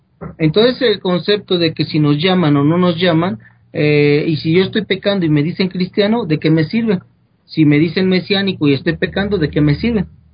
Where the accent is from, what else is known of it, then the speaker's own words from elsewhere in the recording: Mexico; de más de 6,000 religiones que existen aquí en mi país, bueno, que tú también eres de acá de México